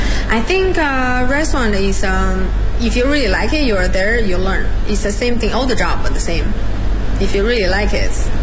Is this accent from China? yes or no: yes; Beijing, China; English is a second language; I live in Hutong like for 10 years and I'm from Beijing. That's part of my life, my culture.